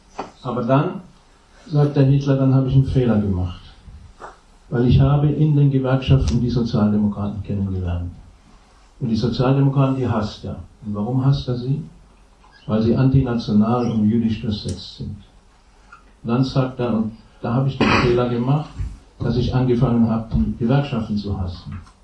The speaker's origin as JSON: {"language": "German", "country": "Germany", "tie": "born or raised there", "said": "zumindest in Westdeutschland, wo ich aufgewachsen bin, bis in die 80er Jahre"}